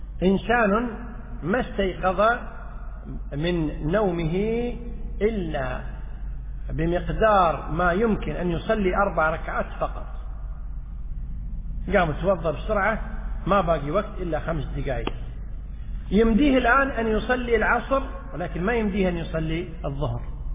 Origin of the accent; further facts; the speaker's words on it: Kuwait; مثل ما احنا عندنا في الكويت والله الحمد، جميع الصلوات تصلى في أول الأوقات